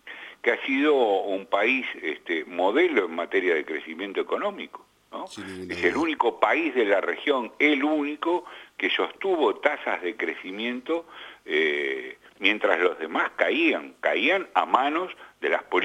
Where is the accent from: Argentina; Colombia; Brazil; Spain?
Argentina; y yo como argentino siento esto